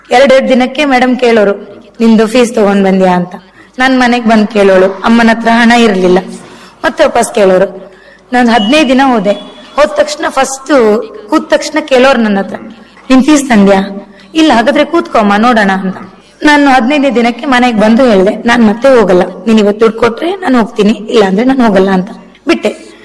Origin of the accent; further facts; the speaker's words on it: Murudeshwar, Karnataka, India; ನನ್ನ ಊರಲ್ಲಿ, ನನ್ನ ಊರು ಮುರುಡೇಶ್ವರ, ಮುರುಡೇಶ್ವರ ಬಸ್ತಿಯಲ್ಲಿ.